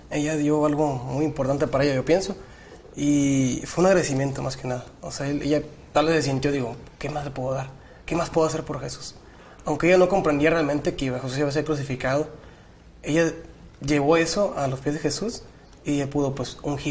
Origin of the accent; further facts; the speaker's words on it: Baja California, Mexico; estudio teología y vengo de Baja California.